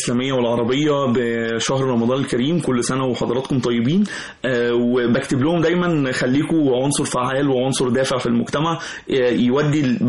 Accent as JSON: {"language": "Arabic", "country": "Egypt", "said": "وده دورنا وده كلنا كمصريين، فهي ارض مباركه"}